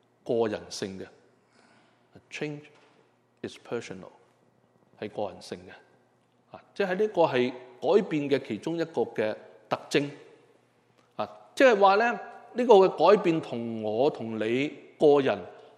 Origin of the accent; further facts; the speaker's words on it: Hong Kong; 我们香港人给了一个 很亲昵的名字